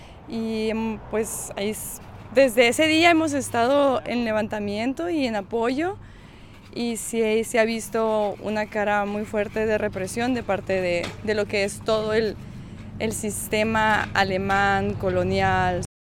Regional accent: Mexicali, Baja California, Mexico; moved away as an adult; also born or lived in San Luis Río Colorado / Calexico; now in Berlin, Germany; soy de San Luis, en verdad. Nací allá en San Luis, en Sonora, pero crecí en Mexicali, pues, y Caléxico y el centro, entonces soy de estos espacios. Sí, yo me mudé a Alemania, ya se van a hacer 8 años, y pues me mudé a Berlín

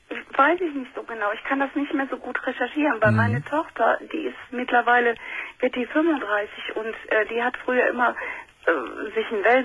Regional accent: Düsseldorf, North Rhine-Westphalia, Germany; Ich bin in Düsseldorf aufgewachsen.

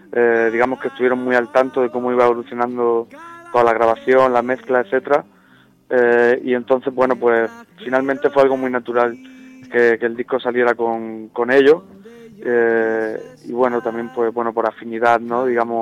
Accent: Murcia, Region of Murcia, Spain; now in Madrid, Spain; tengo 26 años y soy un cantautor de Murcia, vivo en Madrid.

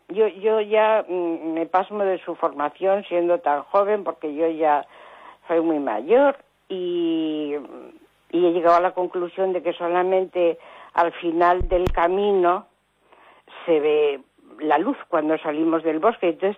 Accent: Cantabria, Spain; de Cantabria.

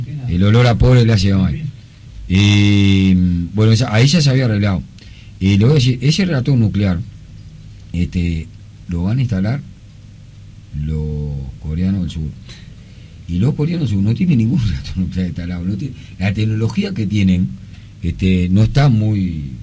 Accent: Uruguay; Somos 3 millones, no somos nada. Somos un barrio de San Pablo.

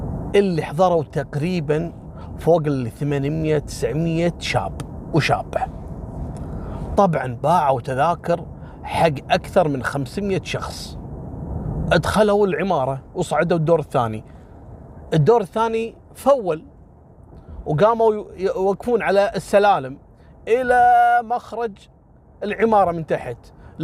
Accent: Kuwait; هذا ترى مثل ما حصل في قصة اللي حرقت الخيمة عندنا في الكويت قبل كم سنة

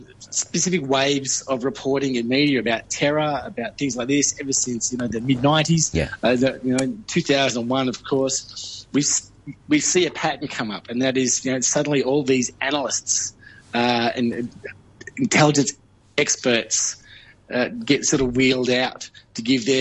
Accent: Australia; speaking as an Australian who's spoken to many Americans about this

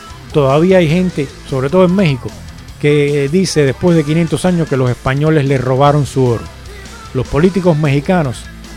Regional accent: Cuba; Yo soy nacionalizado español, pero yo siempre, cuando a mí me preguntan, lo primero que digo es que soy cubano. Cuando es para trámites oficiales, sí soy español.

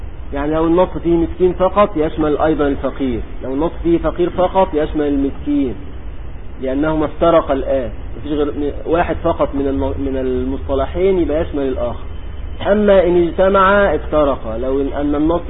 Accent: Egypt; كان عندنا في مصر قديما يقولون

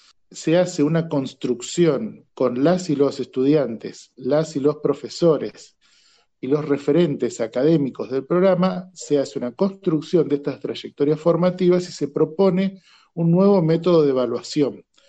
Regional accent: Buenos Aires Province, Argentina; Yo soy de provincia de Buenos Aires

